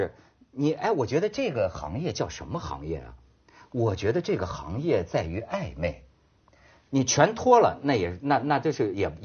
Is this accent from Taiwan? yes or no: no; China; 你知道为什么说现在我们大陆人管挣钱叫抢钱吗？